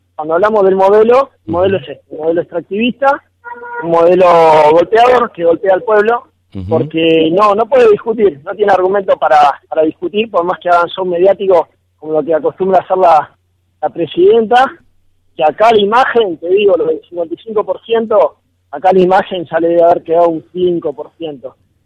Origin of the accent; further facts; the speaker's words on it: Luján, Buenos Aires Province, Argentina; yo que no soy de acá de Tinogasta, que vengo de Luján a apoyar